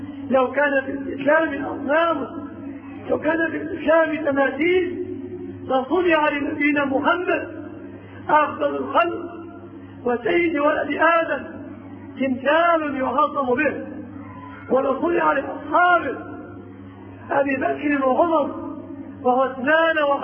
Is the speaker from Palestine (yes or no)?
no; Egypt; في بلادنا مصر أوتان وأنصاب وأشياء